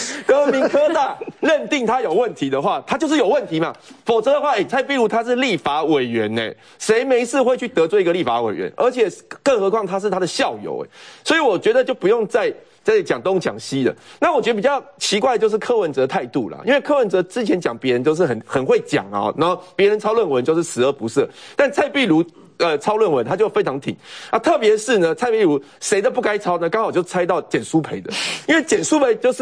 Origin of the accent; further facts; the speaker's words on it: Taiwan; 让我们台湾人的那个学术能力提高很多